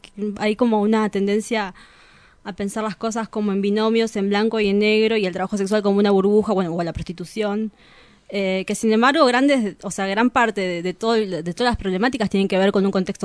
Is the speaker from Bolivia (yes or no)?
yes; Bolivia; now in Argentina; De Bolivia. Acá en Argentina